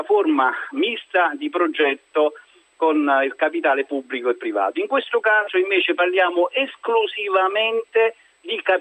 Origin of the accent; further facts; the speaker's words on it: Cassino, Lazio, Italy; Da Cassino.